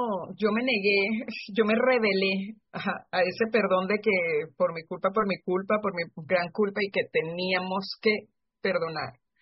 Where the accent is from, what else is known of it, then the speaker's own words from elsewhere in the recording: Barquisimeto, Lara, Venezuela; born there; Yo soy nacida en Barquisimeto, es centro occidente de Venezuela.